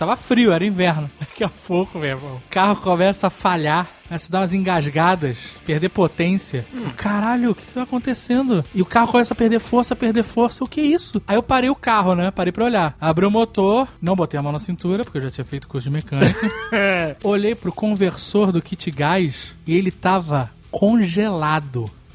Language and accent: Portuguese; Rio de Janeiro, Brazil; O Tucano fala que eu sou paulista enrustido, né, porque minha infância inteira eu passei, ou eu ia no shopping ou ia no aeroporto, do Rio de Janeiro, isso.